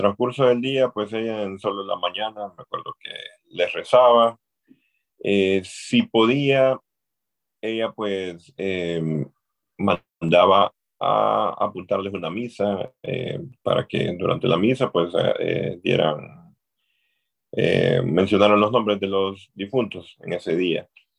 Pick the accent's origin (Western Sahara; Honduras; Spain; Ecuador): Honduras; Tegucigalpa, Francisco Morazán; pues sí, yo soy de Honduras, de Tegucigalpa, de la capital de Francisco Morazán, Tegucigalpa.